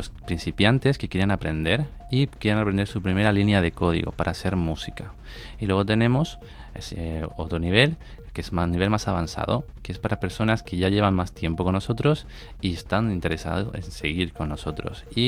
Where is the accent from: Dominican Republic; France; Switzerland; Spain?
Spain; Madrid, Community of Madrid; Se llama Life Code Math porque somos de Madrid